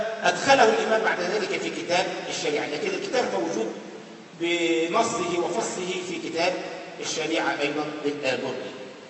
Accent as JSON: {"language": "Arabic", "country": "Egypt", "said": "القرافة دي منطقة عندنا في مصر"}